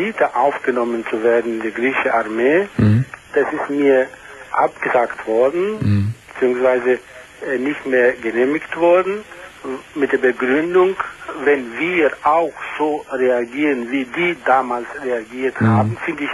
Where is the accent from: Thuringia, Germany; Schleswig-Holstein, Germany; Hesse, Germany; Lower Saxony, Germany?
Hesse, Germany; Frankfurt; ich bin Frankfurter, eine griechische Frankfurter bin ich.